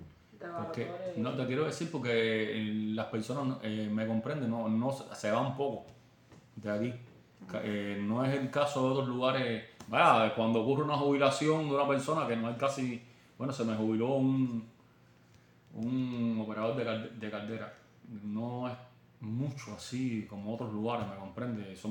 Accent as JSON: {"language": "Spanish", "country": "Cuba", "said": "Que como cubanos al fin nosotros somos muy negligentes."}